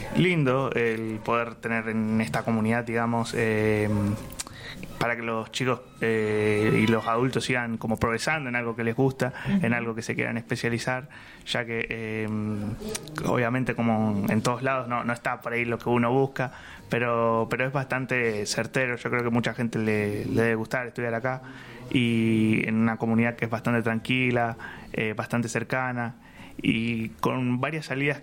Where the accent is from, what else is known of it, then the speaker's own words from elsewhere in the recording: Buenos Aires, Argentina; moved away as an adult; como yo vengo de Buenos Aires, más o menos desde que tengo 17, viví 17 años allá, tengo 24 horas